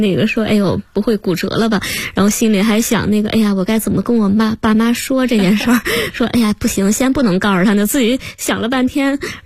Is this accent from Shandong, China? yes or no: yes; Shandong, China; 对，我说那个我是山东的，说山东的不都是那个特别高大的吗？